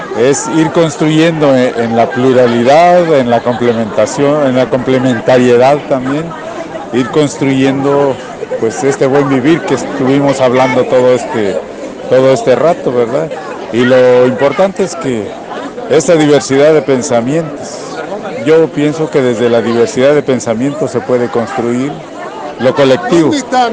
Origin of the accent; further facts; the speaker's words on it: Chiapas, Mexico; vengo de Chiapas, que es un estado de la República de México.